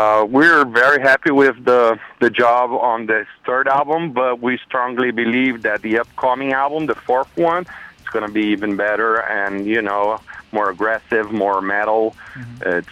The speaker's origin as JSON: {"language": "English", "region": "São Paulo", "country": "Brazil", "said": "Yeah, we're from Brazil. Actually, from São Paulo, which is a city on the southeast of Brazil."}